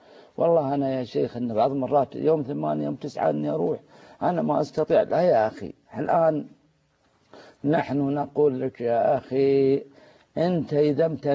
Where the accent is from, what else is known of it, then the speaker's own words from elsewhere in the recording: Saudi Arabia; نشتكي أن الناس ما يحجوا عندنا في السعودية